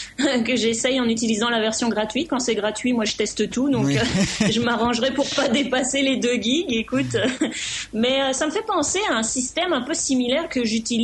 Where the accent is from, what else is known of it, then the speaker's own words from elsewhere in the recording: Canada; pas aux États-Unis, pas chez nous au Canada